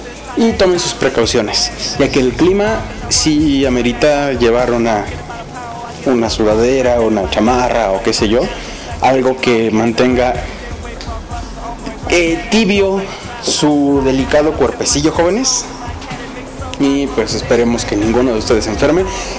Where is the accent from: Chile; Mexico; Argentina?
Mexico; nosotros como mexicanos, o la mayoría, se nos inculcó el catolicismo por la zona geográfica en la que vivimos.